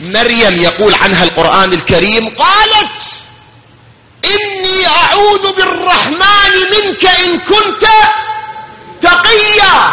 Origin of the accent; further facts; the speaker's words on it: Iraq; وهاي مشاكلنا إحنا كعراقيين